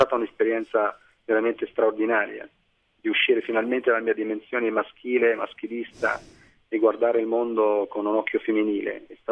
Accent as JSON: {"language": "Italian", "country": "Algeria", "second_language": "Italian", "said": "No, no, ma io torno perché comunque la mia terra, c'è la mia famiglia, ci sono i miei amici."}